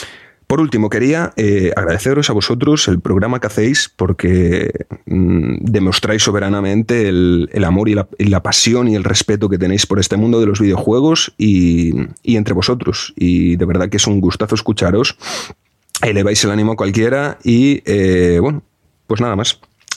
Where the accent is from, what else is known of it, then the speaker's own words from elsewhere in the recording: Galicia, Spain; Rafael Azcárraga es de Coruña, es de Galicia, es de mi tierra.